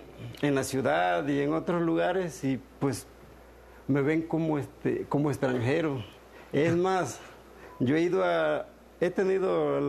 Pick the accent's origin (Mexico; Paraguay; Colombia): Mexico; pues yo soy de la costa, soy más mexicano, me siento así como que orgullosamente mexicano.